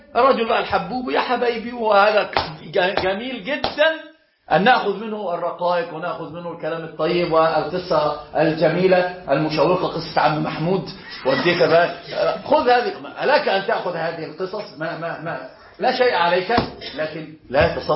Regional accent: Egypt; أنا أقول أنا مصري صحيح

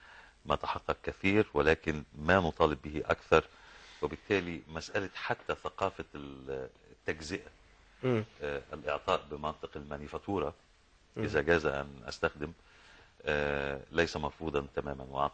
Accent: Egypt; يعني منطلق كوني مصري

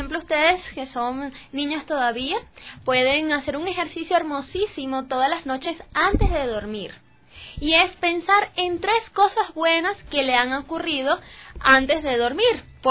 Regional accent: Caracas, Capital District, Venezuela; Muy bien, de Venezuela, la capital Caracas, soy justamente de allí.

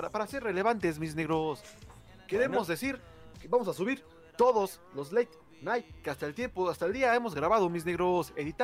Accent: Venezuela; Siento feo porque soy de Venezuela

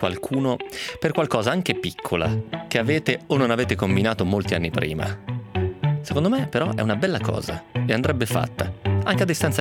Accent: Piedmont, Italy; lo dico perché sono piemontese ovviamente, quindi so di cosa sto parlando.

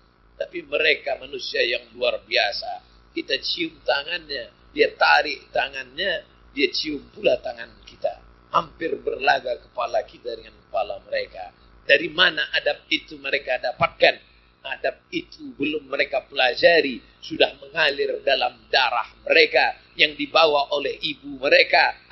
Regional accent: Riau, Indonesia; tapi di Riau kampung halaman kami masih ada.

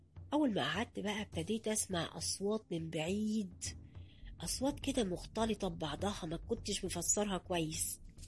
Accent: Upper Egypt, Egypt; عشان أنا صعيدي أصلا زي أهل البلد ما كانش فيه حاجز يعني بيني وبين الناس

